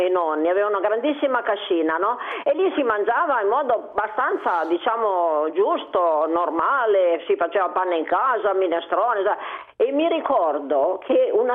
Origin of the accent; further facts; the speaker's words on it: Piedmont, Italy; Sono proprio della Valle di Susa.